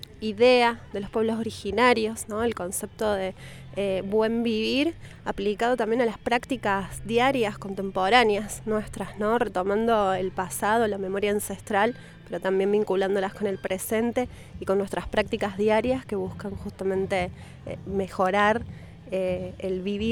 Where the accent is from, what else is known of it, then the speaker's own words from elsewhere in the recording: Villa Ciudad Parque, Córdoba, Argentina; soy de Córdoba, de Villa Ciudad Parque